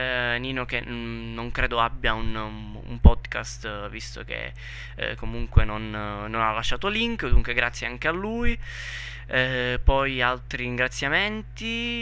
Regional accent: Southern Italy, Italy; accent: southern Italian; io forse mi sono scordato di dire che parlo dal sud, sono del sud Italia, dunque è ovvio che ci siano questi accenti super marcati, no?

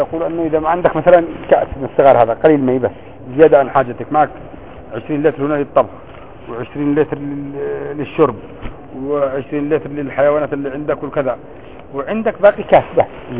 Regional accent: Yemen; الماء الكبير بريالين القارورة الكبير هذه اللي يبيعها بخمسة ريال خمسة ريال عندنا في اليمن مثلا بكم بثمانين ريال

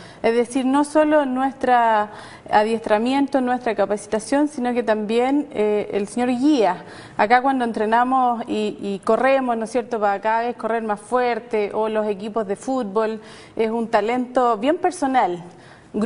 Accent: Chillán, Ñuble, Chile; also born or lived in Temuco; Chillán, en que estuve casi toda mi infancia. Luego me trasladé a Temuco y estudié allá enfermería. Después de recorrer varias ciudades de Santiago, me vine aquí, o sea, del sur. Perdón, me vine a Santiago y llegué el año 2000.

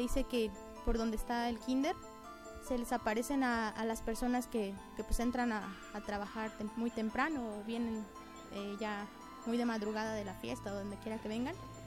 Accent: Valle del Maíz, San Luis Potosí, Mexico; en este caso yo soy del Valle del Maíz. En el Valle del Maíz se dice que en uno de sus callejones hay muchos duendes

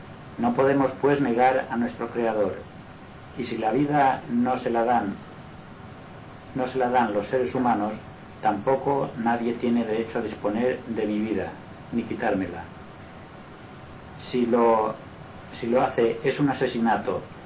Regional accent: Inca, Balearic Islands, Spain; born there; soy mallorquín nacido en Inca, pero hace muchos años que resido en Palma.

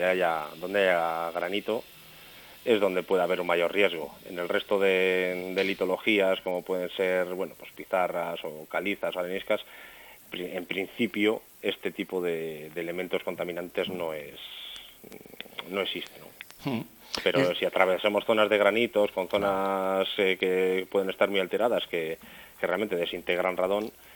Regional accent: Reinosa, Cantabria, Spain; somos los ciudadanos de Reynosa los que vamos a vivir en estas zonas

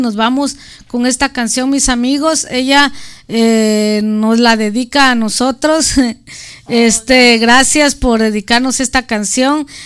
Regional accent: Guatemala; Para los que no saben, yo soy de Guatemala.

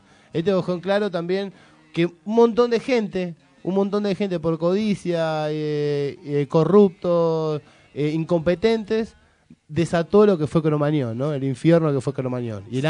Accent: Buenos Aires, Argentina; Yo soy de Lugano

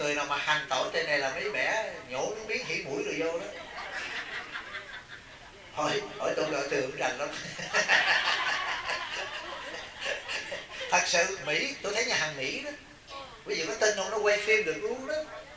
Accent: Southern Vietnam, Vietnam; Cha Trung mẹ Nam đó, nhưng mà tôi sống từ nhỏ trong Nam, tôi không có ảnh hưởng gì về Trung hết.

